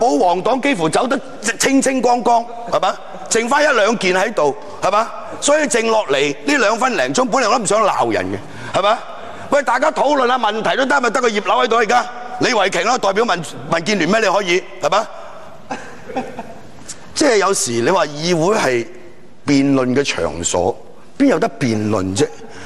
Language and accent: Chinese; Hong Kong; 今天我们香港人所争取的不是这些直接民主，我们争取的是一个非常卑微的间接民主